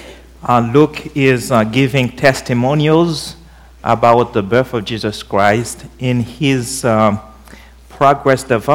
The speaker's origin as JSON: {"language": "English", "country": "Haiti", "tie": "born or raised there", "second_language": "English", "said": "lest you should take the whole time of my message to figure out where my heavenly accent comes from. I was born and raised in Haiti"}